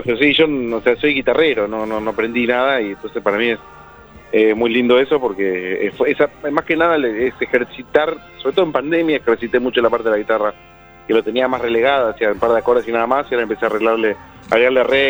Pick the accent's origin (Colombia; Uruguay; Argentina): Argentina; Buenos Aires; no hay club en Coghlan. Pero soy de Coghlan.